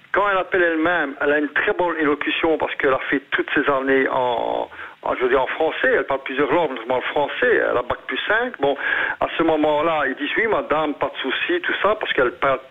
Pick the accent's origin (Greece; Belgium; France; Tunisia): Belgium; comme je suis belge à ce moment-là